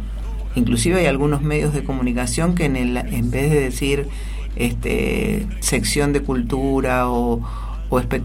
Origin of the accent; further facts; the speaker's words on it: Mendoza, Argentina; cuando nosotros deberíamos todos los días como mendocinos homenajear a un grande